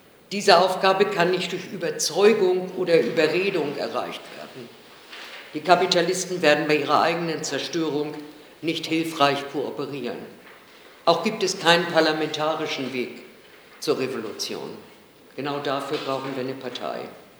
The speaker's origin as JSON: {"language": "German", "region": "Hamburg", "country": "Germany", "said": "von der Internationalen Bolschewistischen Tendenz und ich komme aus Hamburg."}